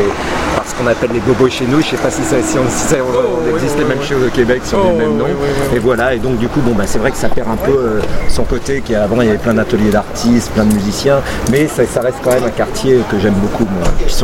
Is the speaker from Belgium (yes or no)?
no; Paris, Île-de-France, France; Je suis pas né à Paris, mais je suis Parisien dans le, oui, dans le vécu depuis toujours. Quoi. Parisien du 11e.